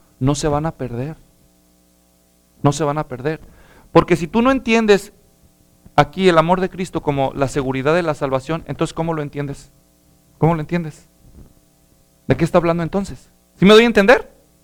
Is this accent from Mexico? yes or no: yes; Guadalajara, Jalisco, Mexico; Como decimos los mexicanos, al menos los que somos de Guadalajara, allá del barrio, cuando éramos niños